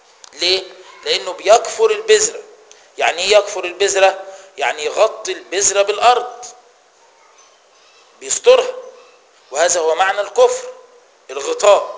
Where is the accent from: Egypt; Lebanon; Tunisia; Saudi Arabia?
Egypt; انت لما بتروح بلد هنا عندنا في مصر اسمها كفر الشيخ